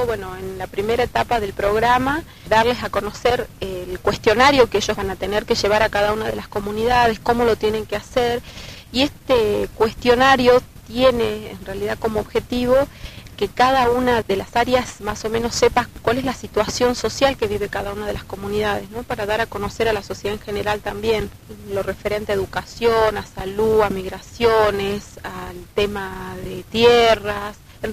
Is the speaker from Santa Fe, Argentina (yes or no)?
no; Volcán, Jujuy, Argentina; pertenezco a la comunidad indígena, que es el pueblo de la comunidad Tilián, del pueblo de Volcán, y mi pueblo ha sufrido desalojos de los terratenientes, Bárcena